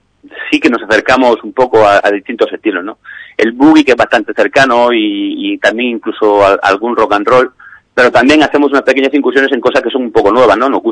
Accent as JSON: {"language": "Spanish", "town": "Alicante", "region": "Valencian Community", "country": "Spain", "said": "personas de aquí, de la Vega Baja del Segura, en Alicante. Tenemos dos miembros que están residiendo de manera permanente en Madrid, pero sí, somos de aquí, de Alicante."}